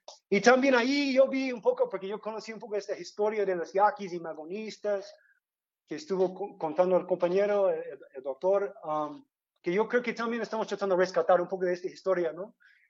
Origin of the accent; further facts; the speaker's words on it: United States; yo vengo de Estados Unidos